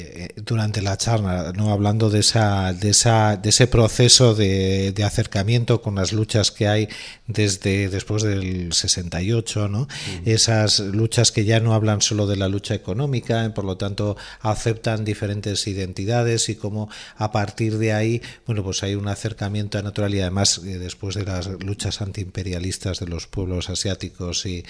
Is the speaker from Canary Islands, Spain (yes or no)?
no; Bilbao, Basque Country, Spain; Yo vengo de la ciudad de Bilbao, donde hay una realidad concreta.